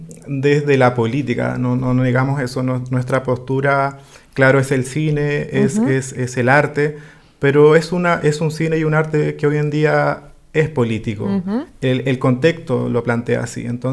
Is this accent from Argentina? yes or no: no; Lago Ranco, Los Ríos, Chile; Yo soy de Lago Ranco, soy ajá. del Lofche Iliwe, un Lofche que desafortunadamente... no existe hoy en día como Lofche